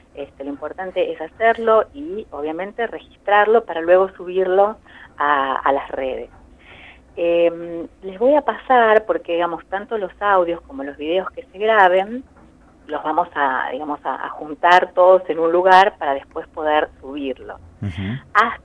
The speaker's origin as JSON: {"language": "Spanish", "country": "Argentina", "said": "tenemos que valorarnos como argentinos"}